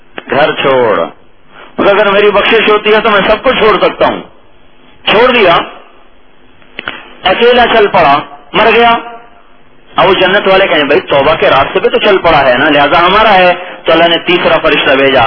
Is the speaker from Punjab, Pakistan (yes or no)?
yes; Khanewal, Punjab, Pakistan; چلو بھائی خانے وال چھوڑ دے، میرا ضلع خانے والا شاید آپ ناراض ہو جائیں